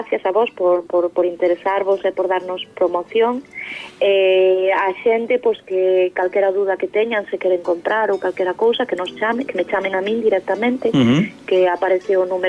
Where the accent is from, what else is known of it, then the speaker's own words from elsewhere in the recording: Quiroga, Galicia, Spain; porque agora como son de Quiroga, aproveitamos moita froita tamén da zona de Quiroga